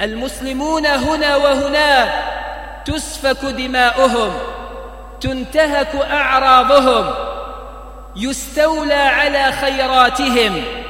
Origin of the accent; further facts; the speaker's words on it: Algeria; أن يجعل بلدنا الجزائر آمناً مطمئناً